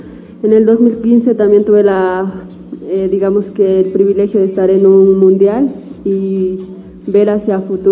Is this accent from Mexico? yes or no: no; Riobamba, Chimborazo, Ecuador; vengo de la ciudad de Riobamba, Chimborazo, tengo 26 años, empecé a practicar el ciclismo a los 13 años